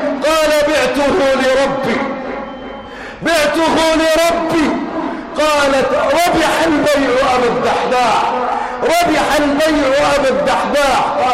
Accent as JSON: {"language": "Arabic", "country": "Egypt", "said": "اللهم اجعل بلادنا مصر امنا امانا"}